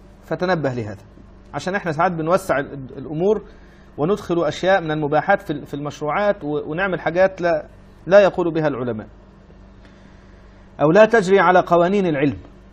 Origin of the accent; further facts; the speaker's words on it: Egypt; moved away as an adult; انا رجل اصلا مطارد من بلدي يا جماعه، انا رجل خرجت من مصر مطاردا لانني وقفت ضد الانقلاب